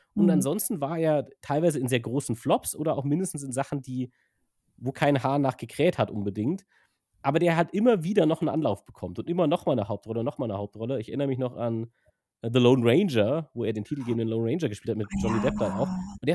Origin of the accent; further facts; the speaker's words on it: Germany; first language German; Und wenn du als Native Speaker, als Deutscher natürlich das im Original guckst, ist es natürlich schon ganz witzig